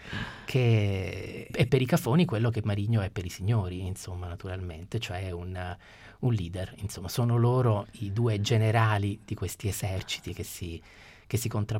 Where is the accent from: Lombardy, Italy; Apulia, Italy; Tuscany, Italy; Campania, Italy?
Apulia, Italy; è ambientato nel Salento, che è un po' la mia terra